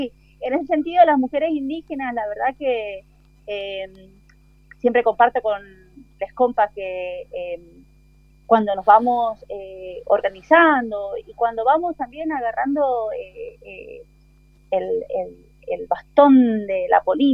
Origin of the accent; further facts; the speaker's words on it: Argentina; born there; estamos las hermanas que nacimos en Argentina y que tenemos este gran arraigo por nuestra identidad boliviana